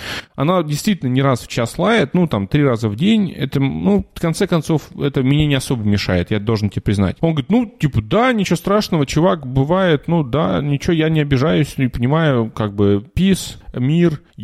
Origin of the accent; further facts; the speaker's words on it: Cherepovets, Vologda Oblast, Russia; now in Germany; я ж парень из Череповца